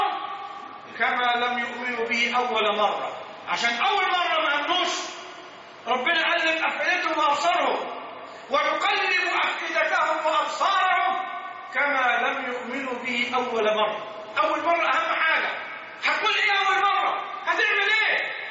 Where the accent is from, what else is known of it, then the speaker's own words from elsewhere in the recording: Egypt; الأحوال في بلدنا مصر في غاية الصعوبة، في قمة الصعوبة